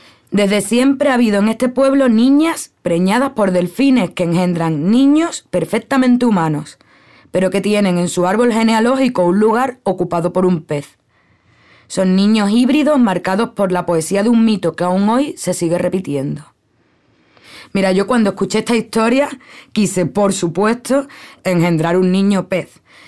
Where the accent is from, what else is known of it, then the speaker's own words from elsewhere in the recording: Cádiz, Andalusia, Spain; now in Cuba; Soy andaluza, de Cádiz, Cádiz. Vivo en Cuba, bueno, en realidad vivo en una escuela internacional en Cuba donde vive gente de todo el mundo.